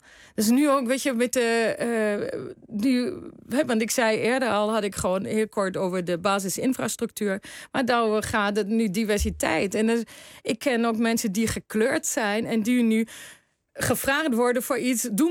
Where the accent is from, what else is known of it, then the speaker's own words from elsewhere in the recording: Germany; now in Netherlands; In 92 naar Nederland gekomen.